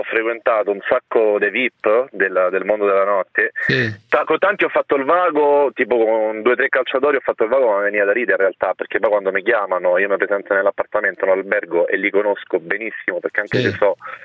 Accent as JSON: {"language": "Italian", "town": "Latina", "region": "Lazio", "country": "Italy", "said": "No, io sono di Latina"}